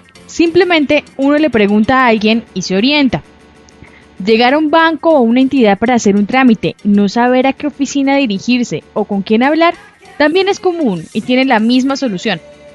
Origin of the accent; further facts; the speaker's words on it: Magdalena Medio, Colombia; Nosotros somos del Magdalena Medio.